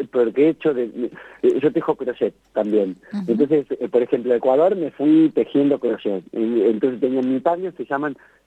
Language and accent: Spanish; Argentina; Empecé a viajar y me gusta mucho el Uruguay, que fue el primer paisito ahí que conocí, que salí de Argentina.